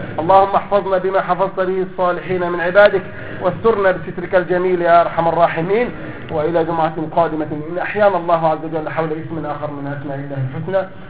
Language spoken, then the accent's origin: Arabic; Egypt; زي ما بقول عندنا في مصر